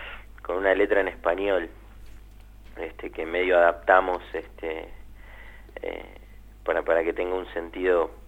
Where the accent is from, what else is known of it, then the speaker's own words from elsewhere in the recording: Quilmes, Buenos Aires Province, Argentina; El miércoles pasado tocamos, bueno, en Quilmes, nosotros somos de Quilmes.